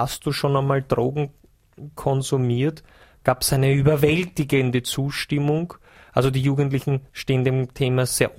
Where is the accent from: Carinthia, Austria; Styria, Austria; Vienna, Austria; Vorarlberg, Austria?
Vienna, Austria; das ist für uns, glaube ich, als Österreicher und Wiener besonders schön